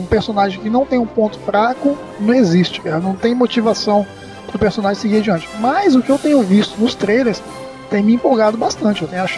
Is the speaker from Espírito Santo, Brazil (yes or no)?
yes; Espírito Santo, Brazil; Como bom capixaba